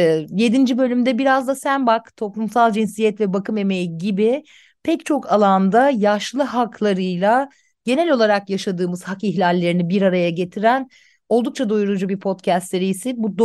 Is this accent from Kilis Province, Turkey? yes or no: no; İzmir, Turkey; İzmir'den benim sevgili memleketim deyip birazcık kayırayım.